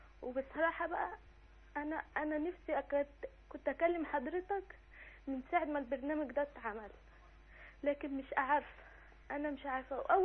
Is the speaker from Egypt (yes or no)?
yes; Cairo, Cairo Governorate, Egypt; انا من القاهره